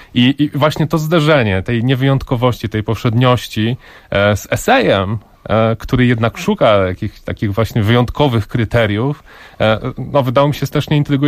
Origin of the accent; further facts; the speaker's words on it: Żory, Silesian Voivodeship, Poland; born there; ja się urodziłem w Żorach, w budynku nieistniejącego już dzisiaj szpitala miejskiego w Żorach. Żory to jest takie górnośląskie miasteczko. Często ludzie pytają, gdzie to jest dokładnie. Jest dokładnie między Rybnikiem a Pszczyną, między Katowicami a Wisłą.